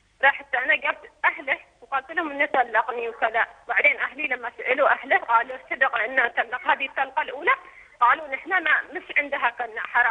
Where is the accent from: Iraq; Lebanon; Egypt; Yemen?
Yemen; وراح عند شيخنا عندنا باليمن